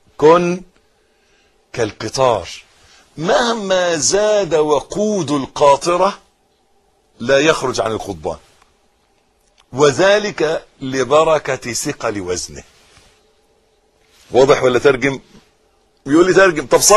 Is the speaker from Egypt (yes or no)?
yes; Egypt; حتة الارض اللي احنا واقفين عليها دي بلدنا مصر.